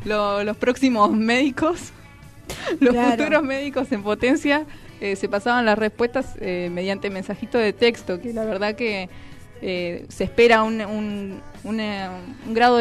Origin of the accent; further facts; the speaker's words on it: Pilar, Buenos Aires Province, Argentina; Yo soy de Pilar y tengo alumnos